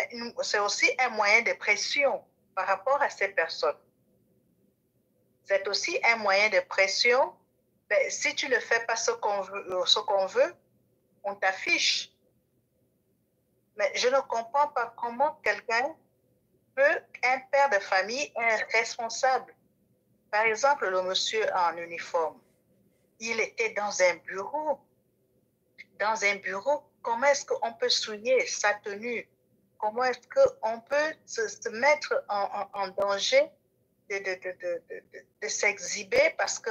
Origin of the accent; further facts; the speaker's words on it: Gabon; accent: Gabonese; je suis gabonaise de mère et kwato-guinéenne de père, née au Gabon, grandie au Gabon. Toute ma vie a toujours été au Gabon, mon accent est gabonais.